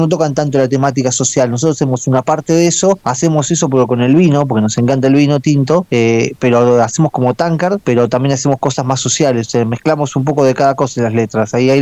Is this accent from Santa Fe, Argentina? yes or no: no; Buenos Aires Province, Argentina; Somos todos de Buenos Aires, hay dos que son de Capital Federal, nosotros tres somos de provincia de Buenos Aires